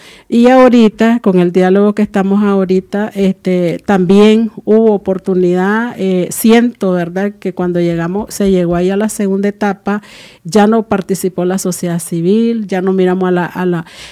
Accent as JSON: {"language": "Spanish", "country": "Nicaragua", "said": "¿Y qué pudiera decir yo, pues, como nicaragüense, que sabemos que en el 2021 vienen elecciones"}